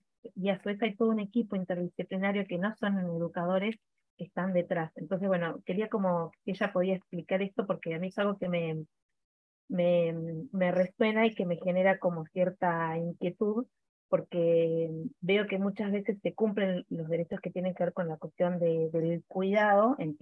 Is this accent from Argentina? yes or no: yes; Argentina; now in Uruguay; Yo soy argentina, pero estoy viviendo en Uruguay hace un tiempo.